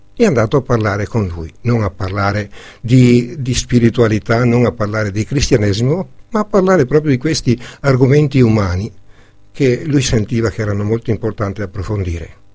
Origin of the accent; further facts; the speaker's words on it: Veneto, Italy; perché io come veneto